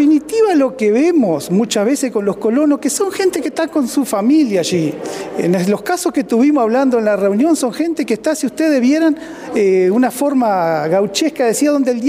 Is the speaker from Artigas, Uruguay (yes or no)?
yes; Bella Unión, Artigas, Uruguay; en mi caso, que soy de Bella Unión